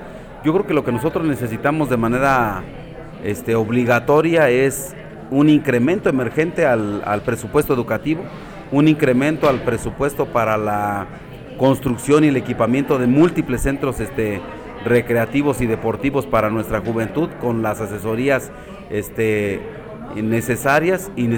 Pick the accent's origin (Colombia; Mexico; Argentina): Mexico; que como ciudadanos mexicanos tenemos nuestra obligación de atender para nuestras jóvenes generaciones